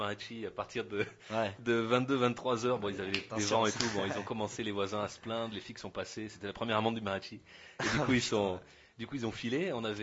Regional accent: Perpignan, Occitanie, France; Non, en fait, même pas, je suis de Perpignan, ouais.

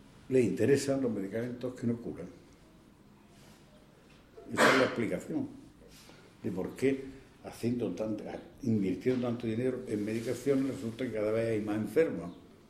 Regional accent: Andalusia, Spain; pero yo soy andaluz.

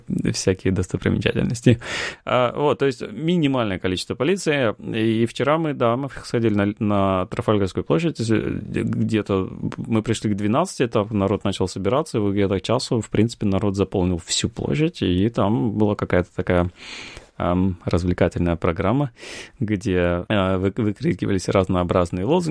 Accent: Russia; мы сказали, что да, мы, типа, из России

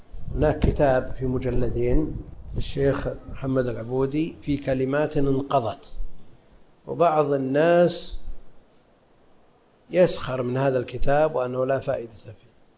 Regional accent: Najd, Saudi Arabia; هذا معروف عندنا في نجد يسمونه

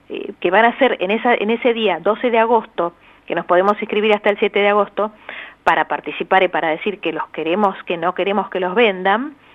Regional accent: Buenos Aires, Argentina; yo soy de la Comuna 5, y empecé con una plaza, que quería que hubiera una plaza en mi barrio, porque la Comuna 5 y la parte de Almagro Norte, en realidad todo Almagro y todo Boedo tienen re pocos espacios verdes, es la peor comuna.

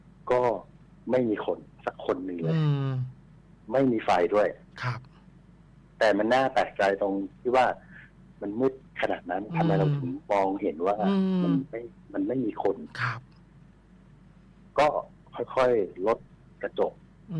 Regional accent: Central Thailand, Thailand; เพราะเราเป็นคนภาคกลางส่วนแฟนคนภาคอีสาน

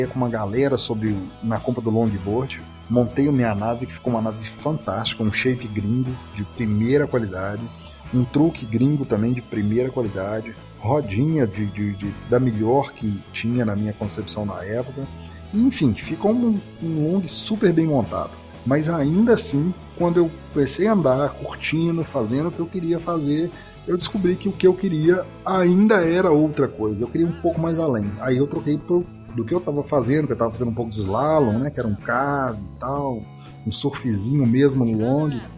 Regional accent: Minas Gerais, Brazil; Então a gente é do interior de Minas.

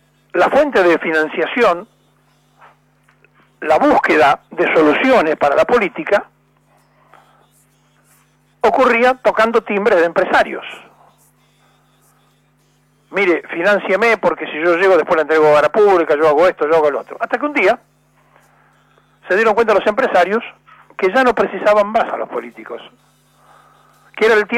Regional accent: Buenos Aires, Argentina; de hecho nací en la capital, soy porteño

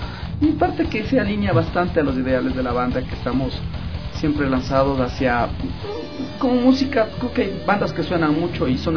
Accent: Conocoto, Pichincha, Ecuador; Y somos de Conocoto

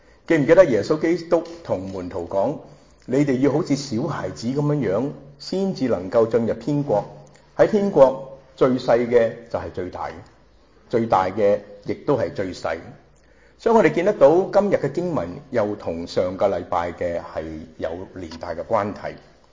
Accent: Hong Kong; 仲係我哋香港人話咩呀，蒙查查 MCC 好蒙查查㗎。

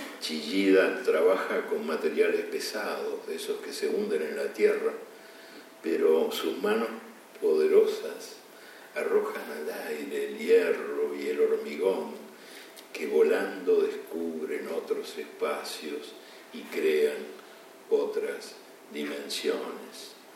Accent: Uruguay; en mi país, que debe ser uno de los países más futboleros del mundo, si no el más, apoyó la huelga, aunque la huelga implicaba que los uruguayos se quedaran el domingo en la casa, rumiando desdichas.

